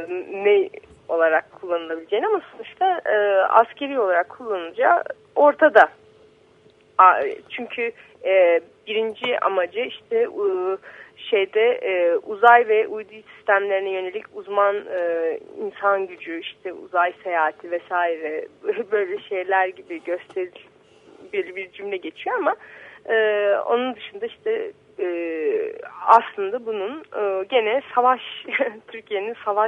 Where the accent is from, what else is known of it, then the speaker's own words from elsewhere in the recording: Hungary; benim eski memleketim Macaristan'da